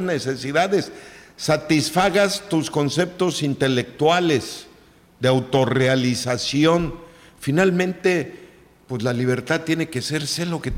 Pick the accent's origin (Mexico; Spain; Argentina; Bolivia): Mexico; qué tenemos que festejar, pues que somos mexicanos, pienso yo